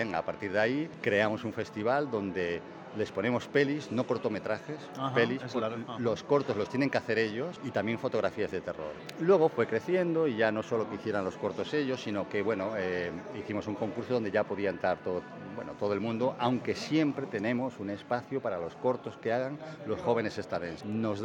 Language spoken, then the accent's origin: Spanish; Cuacos de Yuste, Extremadura, Spain; now in A Estrada, Spain; Mira, yo no soy natural de Estrada. Ajá. Verdaderamente soy extremeño.